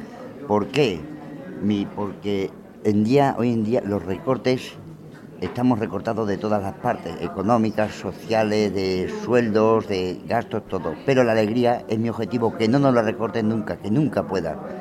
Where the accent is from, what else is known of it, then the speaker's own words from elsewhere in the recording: Don Benito, Extremadura, Spain; also born or lived in Bilbao; soy extremeño de Don Benito, Badajoz, pero he estado muchos años en Bilbao